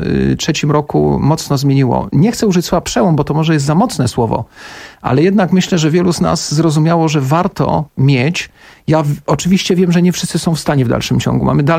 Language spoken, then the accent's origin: Polish; Kraków, Lesser Poland, Poland; Ja z Krakowa jestem.